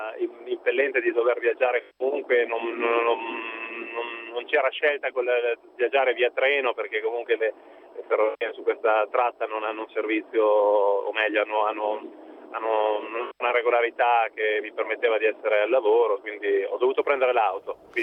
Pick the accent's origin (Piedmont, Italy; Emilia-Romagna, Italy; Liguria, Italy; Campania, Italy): Emilia-Romagna, Italy; Piacenza; Ma in realtà io sono di Piacenza, ma mi trovo tra Asti e Alessandria, sono in auto.